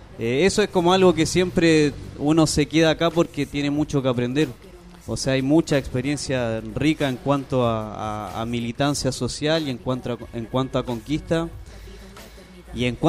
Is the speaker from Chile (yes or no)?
yes; Chile; now in Argentina; Eso es lo que estamos haciendo como chileno hoy en día.